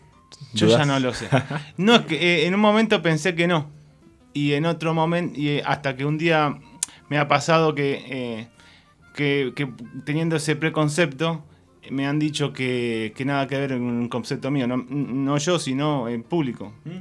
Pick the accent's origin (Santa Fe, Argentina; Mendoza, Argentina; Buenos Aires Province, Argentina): Buenos Aires Province, Argentina; La Plata; Sí, de La Plata.